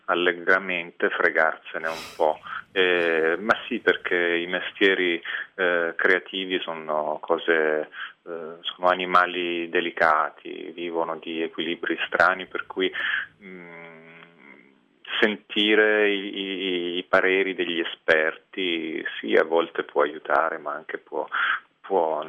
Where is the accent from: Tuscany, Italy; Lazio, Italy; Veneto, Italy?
Tuscany, Italy; Montepulciano; sono nato a Montepulciano e ho vissuto in una frazione di Montepulciano che si chiama Badia di Montepulciano ed è stata un'infanzia felice, abitavo in questo piccolo paese